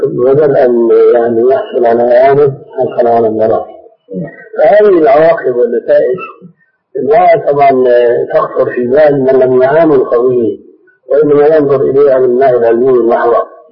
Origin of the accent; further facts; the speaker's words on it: Egypt; عندنا في مصر. هذا في مصر.